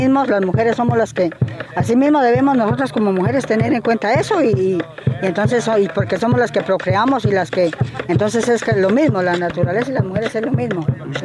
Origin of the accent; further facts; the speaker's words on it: Huila, Colombia; vengo del Guardo Rumillaco, del sur del departamento del Huila.